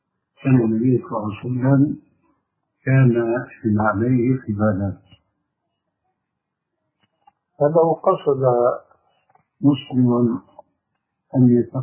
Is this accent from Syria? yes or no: yes; Syria; المقصود عندنا في سوريا مثلا يسمون الشاروخ أو يسمون الصندل أو ما شابه ذلك.